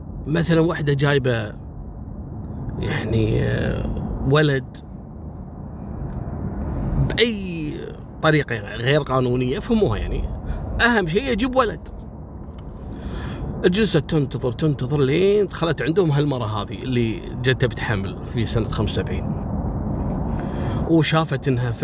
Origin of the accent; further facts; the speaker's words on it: Kuwait; وقصة مشهورة جدا عندنا في الكويت وذكرتها كل الصحف